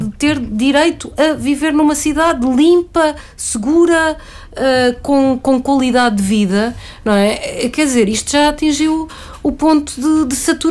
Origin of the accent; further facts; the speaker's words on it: Lisbon, Portugal; Nós que crescemos em Lisboa, eu cresci em Lisboa, brincava na rua.